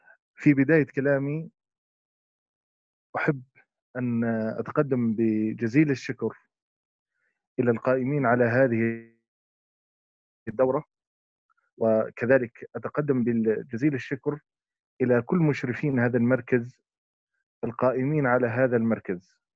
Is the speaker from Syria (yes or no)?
no; Jordan; ومنها هي بلدي الأردن